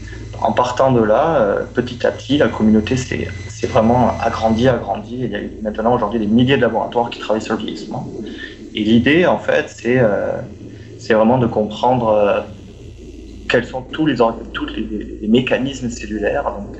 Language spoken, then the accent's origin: French; France; je suis français.